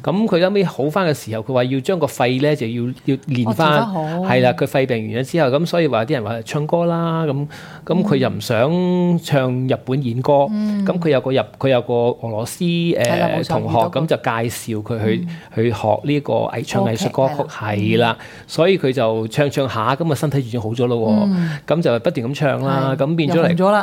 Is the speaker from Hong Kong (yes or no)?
yes; Hong Kong; 基本上我們香港人講國語都是差一點的